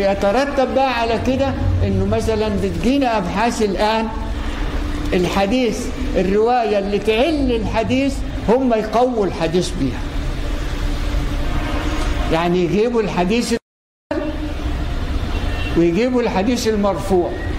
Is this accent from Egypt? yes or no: yes; Egypt; ان احنا ناس كمصريين